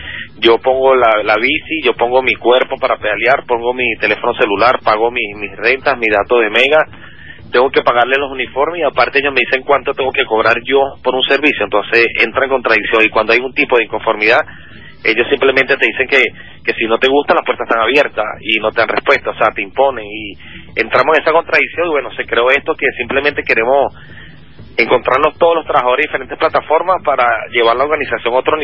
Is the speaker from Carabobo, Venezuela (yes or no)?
no; Caracas, Capital District, Venezuela; De Venezuela, de Caracas.